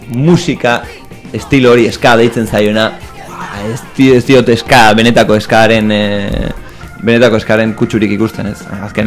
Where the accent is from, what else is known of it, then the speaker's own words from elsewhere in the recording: Basque Country, Spain; born there; azkenean Euskal Herrian jaio gara